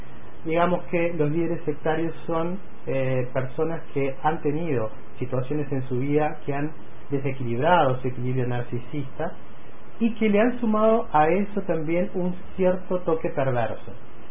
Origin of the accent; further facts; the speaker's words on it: Uruguay; hay en mi país una cierta fantasía de que este tipo de fenómenos inherentes a lo que estamos hablando de los grupos sectarios o los nuevos movimientos religiosos no sucede. En el Uruguay hay todo tipo de prácticas religiosas